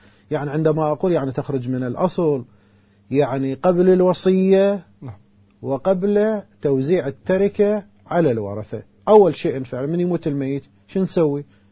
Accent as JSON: {"language": "Arabic", "town": "Karbala", "region": "Karbala Governorate", "country": "Iraq", "said": "يعني مثلا هسه الآن احنا متعارف عندنا في كربلاء"}